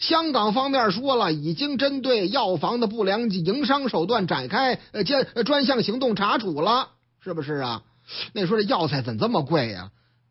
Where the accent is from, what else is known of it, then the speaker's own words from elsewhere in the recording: Henan, China; 说是啊，有些地方烧秸秆啊，包括河南我老家啊，这个地方必须得好好管一管